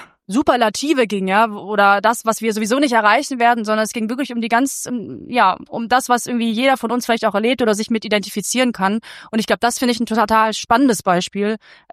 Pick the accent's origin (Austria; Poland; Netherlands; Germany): Germany; Hamburg; now in Mainz, Germany; Und ich meine jetzt als Mainzerin oder jetzt verstehe ich mich als Mainzerin, ich komme ursprünglich auch aus Hamburg